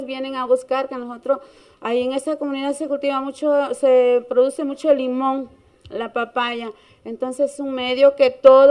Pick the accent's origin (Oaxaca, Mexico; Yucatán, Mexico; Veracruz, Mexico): Oaxaca, Mexico; Tututepec; el municipio de Tututepe, que es de donde yo vengo